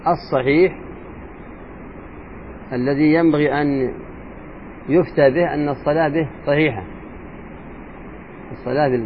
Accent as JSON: {"language": "Arabic", "region": "Hadhramaut", "country": "Yemen", "said": "الأشياء صعبة عندنا في حضرموت"}